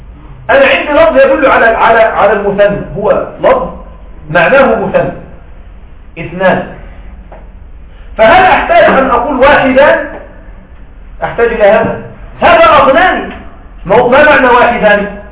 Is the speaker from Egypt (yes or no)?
yes; Egypt; لكن عندنا في مصر صراحة ما رأيت هذا.